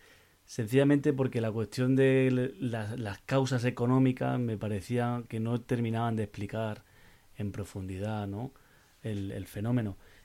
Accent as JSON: {"language": "Spanish", "town": "Granada", "region": "Andalusia", "country": "Spain", "moved": "yes", "lives_now": "Barcelona, Spain", "said": "yo precisamente me fui a vivir a Barcelona, ¿no? Siendo granadino, hace, bueno, realmente hace ya 14 años"}